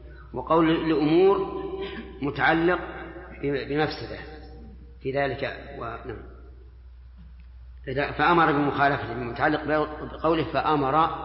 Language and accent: Arabic; Saudi Arabia; حتى عندنا في السعودية